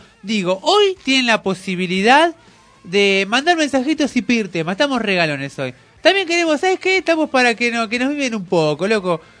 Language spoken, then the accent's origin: Spanish; Argentina; Vos sos austríaco, yo soy argentino.